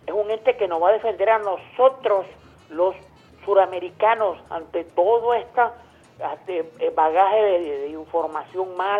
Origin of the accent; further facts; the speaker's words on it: Venezuela; Yo como venezolano